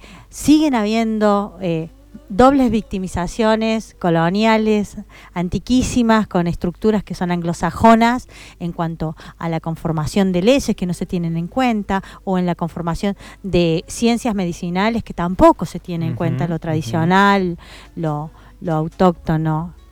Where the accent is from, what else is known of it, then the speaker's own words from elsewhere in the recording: Jujuy, Argentina; Más allá de que yo soy jujeña y demás, siento que esta tierra también es parte mía